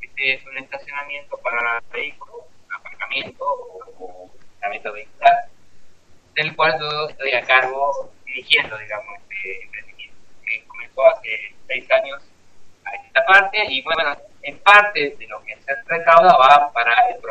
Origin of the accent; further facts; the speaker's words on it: Corrientes, Argentina; now in Uruguay; yo soy correntino, de sangre guaraní, y estamos viviendo acá, nuestros niños son uruguayos.